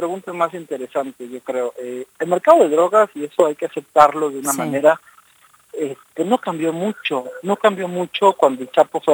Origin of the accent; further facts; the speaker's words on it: Mexico; un periódico muy importante en mi país